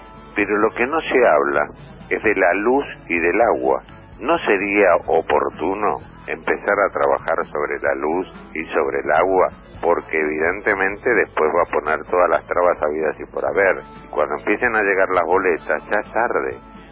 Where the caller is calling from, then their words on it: Buenos Aires, Argentina; de Flores.